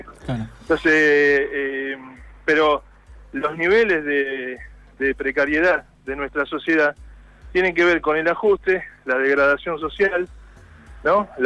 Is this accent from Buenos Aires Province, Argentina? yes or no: yes; Moreno, Buenos Aires Province, Argentina; Yo soy de Moreno.